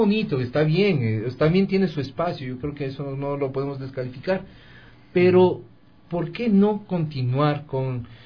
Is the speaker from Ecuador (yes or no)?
yes; Quito, Pichincha, Ecuador; soy quiteño. Como dice el chagra, pues soy vivido en Quito, claro.